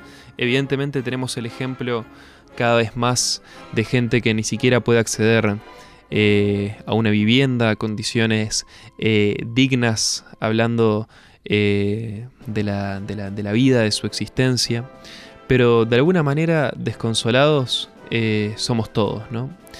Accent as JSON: {"language": "Spanish", "country": "Uruguay", "said": "nos identifica a todos como uruguayos"}